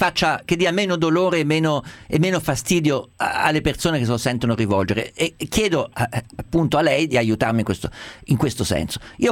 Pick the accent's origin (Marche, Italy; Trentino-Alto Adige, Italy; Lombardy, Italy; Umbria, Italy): Umbria, Italy; Ma anche io riconosco uno umbro che è della mia terra rispetto a un sardo, un siciliano, non so dirle perché, lo vedo camminare, capisco esattamente che è nato dove sono nato io.